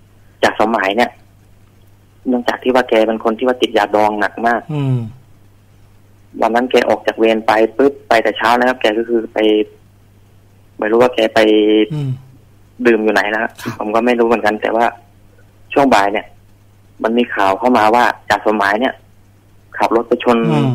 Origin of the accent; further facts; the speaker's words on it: Surin, Thailand; จะไปที่บ้านเกิดที่สุรินทร์ต่อครับผม